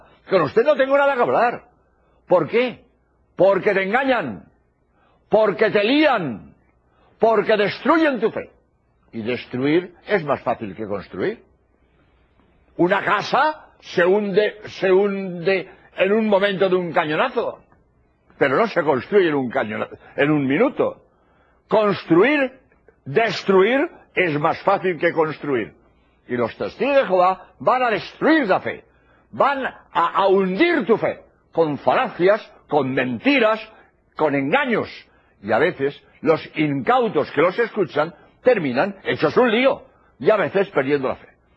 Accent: Spain; español y he venido a Birmingham para grabar 13 espacios de media hora

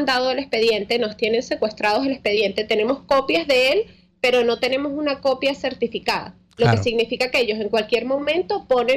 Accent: Canary Islands, Spain; Nosotros nos criamos en una isla, en Tenerife, en España.

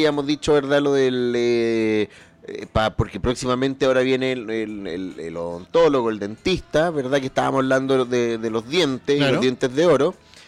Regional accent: Chile; Porque el despelote, como buenos chilenos

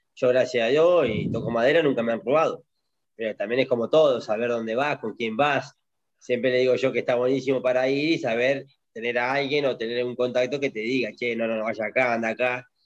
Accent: Argentina; Argentina es hermoso, y tengo mi gente, y tengo mi pueblo

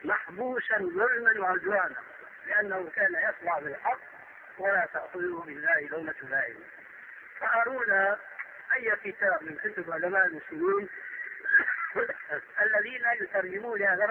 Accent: Syria; عندنا في سوريا كان شاهد قصة رجل في الحرب

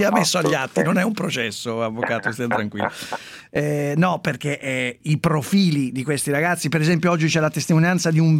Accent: Milan, Lombardy, Italy; io sono di Milano, quindi non lo so

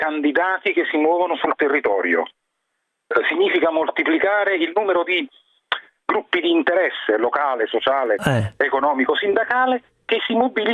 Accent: Naples, Campania, Italy; lo dico perché sono napoletano di origine e ho vissuto quegli anni

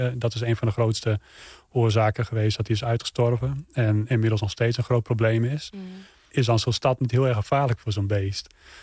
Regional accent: Friesland, Netherlands; Ja, ik ben in Friesland geboren en opgegroeid.

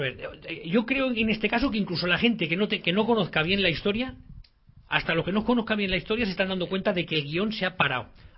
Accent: Spain; como español, que me toque la historia me toca las narices

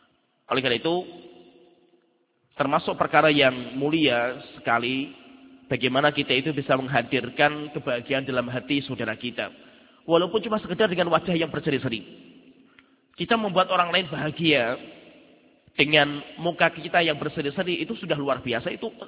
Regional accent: Salatiga, Central Java, Indonesia; saya sendiri orang Salatiga

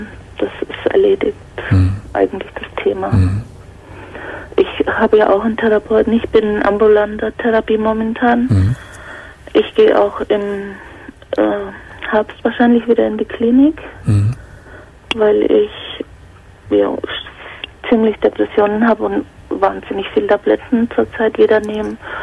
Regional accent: Bavaria, Germany; now in Cologne, Germany; Ich komme ja aus Bayern und bin wegen ihm nach Köln gezogen, habe alles aufgegeben

